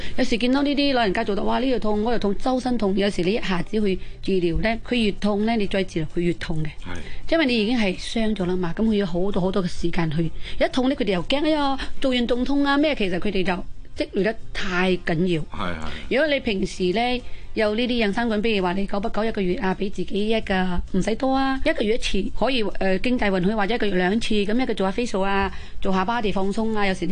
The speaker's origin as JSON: {"language": "Cantonese", "country": "China", "said": "你知我哋中國人傳統啦"}